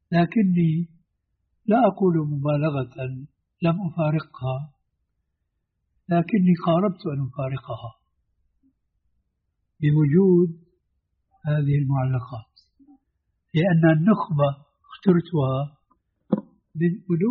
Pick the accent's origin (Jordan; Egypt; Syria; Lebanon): Syria; Damascus, Damascus Governorate; كما يقال عندنا في دمشق.